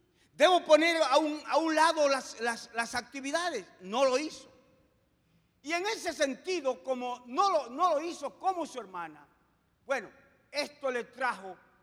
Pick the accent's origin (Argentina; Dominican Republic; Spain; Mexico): Dominican Republic; yo estaba como superintendente nacional del Concilio Asamblea de Dios en mi país. Pero también estaba como presidente de la Confederación Dominicana de Unidad Evangélica, que en ese tiempo representaba el 80% del pueblo evangélico en Dominicana.